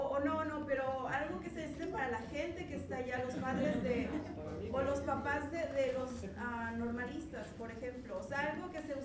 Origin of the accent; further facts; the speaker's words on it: Cuernavaca, Morelos, Mexico; Yo también soy de Cuernavaca, Morelos.